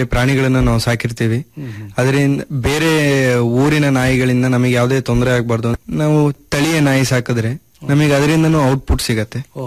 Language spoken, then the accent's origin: Kannada; Bhadravati, Karnataka, India; also born or lived in Bhimankatte; Sir, ನಾನು ಹುಟ್ಟಿದ್ದು ಭೀಮನ್ಕಟ್ಟೆ ಅಂತ, ತೀರ್ಥಹಳ್ಳಿ ತಾಲೂಕು. ಎಜುಕೇಷನ್ ಮಾಡಿದ್ದೆಲ್ಲ ಭದ್ರಾವತಿಯಲ್ಲೇನೆ. ಪೂರ್ಣಪ್ರಜ್ಞ ಮತ್ತು ಜವಾಹರಲಾಲ್ ನೆಹರು ಶಾಲೆಯಲ್ಲಿ ನಾನು ಓದಿದ್ದು.